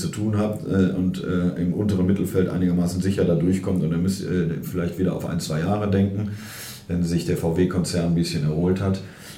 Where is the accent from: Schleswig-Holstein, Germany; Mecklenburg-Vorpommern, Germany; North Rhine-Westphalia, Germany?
North Rhine-Westphalia, Germany; Cologne; kannst du als Kölner nicht hingehen und sagen, wir spielen zu Hause auf 0-0.